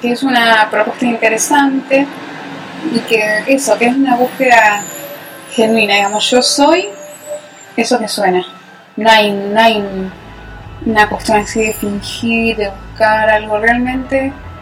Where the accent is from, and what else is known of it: Merlo, Buenos Aires Province, Argentina; born or raised there; now in Buenos Aires, Argentina